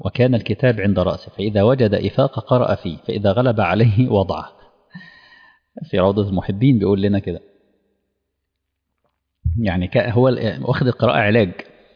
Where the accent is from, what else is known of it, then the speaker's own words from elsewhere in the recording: Egypt; احنا عندنا في مصر كان مشروع مشهور جدا للقراءة للجميع